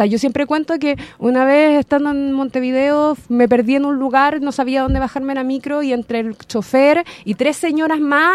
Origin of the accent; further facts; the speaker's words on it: Chile; igual como a mí me pasa de que yo soy chilena